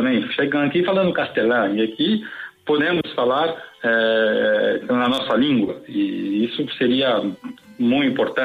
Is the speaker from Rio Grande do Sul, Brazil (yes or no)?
no; São Paulo, Brazil; e eu sou de São Paulo